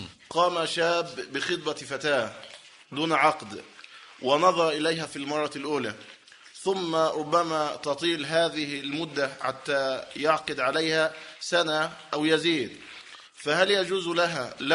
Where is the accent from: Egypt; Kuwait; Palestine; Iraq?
Egypt; ويوجد عندنا في مصر كثير من المساجد